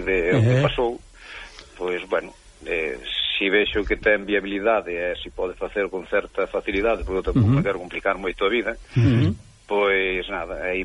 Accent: Chantada, Galicia, Spain; é o primeiro que digo son de Chantada

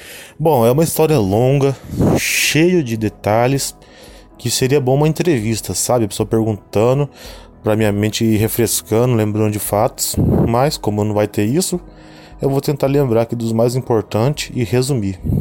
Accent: São José dos Campos, São Paulo, Brazil; Isso porque eu sou de São José dos Campos, São Paulo, interior de São Paulo.

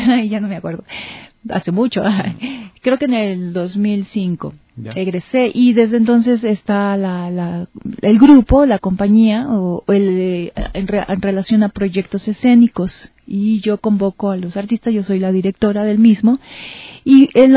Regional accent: Mexico; Pues allá en México también hay pues igual eventos muy parecido a este

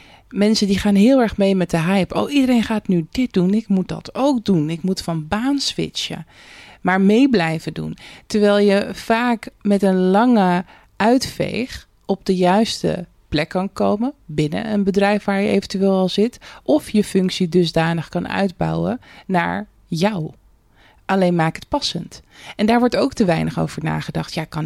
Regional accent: Rotterdam, South Holland, Netherlands; En ik als Rotterdammer kan natuurlijk geen nee zeggen.

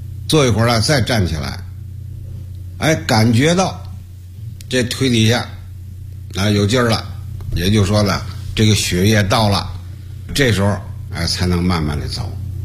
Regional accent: China; 我们中国人呢在这方面呢重视的不太够重视了心脏

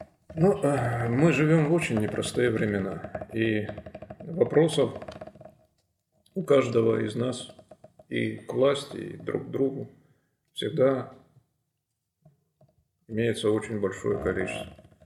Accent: Donbas, Ukraine; на моем родном, на моей малой родине в Донбассе.

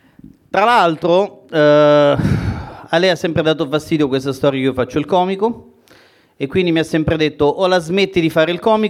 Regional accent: Calabria, Italy; anche se dal mio accento non si direbbe, sono calabrese.

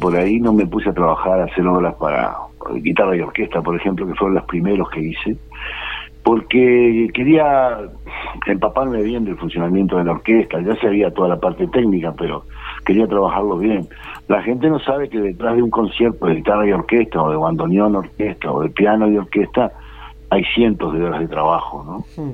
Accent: Montevideo, Uruguay; born there; yo vivo volviendo a Belvedere, porque soy fanático de Liverpool, así que no me fui muy lejos. Vivo a 20 cuadras de donde nací, pero vivo en el Prado, pero siempre vuelvo al barrio

